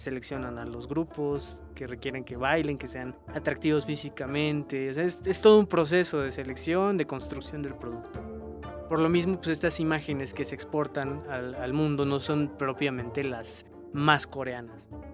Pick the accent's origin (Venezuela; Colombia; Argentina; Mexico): Mexico; como mexicano a veces es muy... Nada más aquí comemos chile y aquí aguantamos el picante.